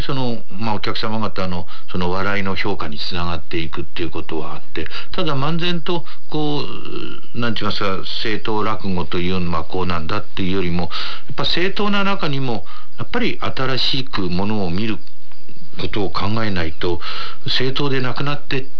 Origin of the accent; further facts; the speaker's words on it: Tokyo, Japan; 私が生まれ育ったところは本所というところなんですけども、今の墨田区ですね、浅草から東橋を渡ってすぐのところで生まれたんですけども、